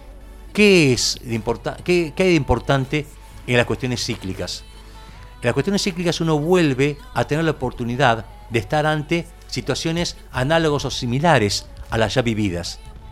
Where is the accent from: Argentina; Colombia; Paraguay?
Argentina; quienes conscientemente decimos somos argentinos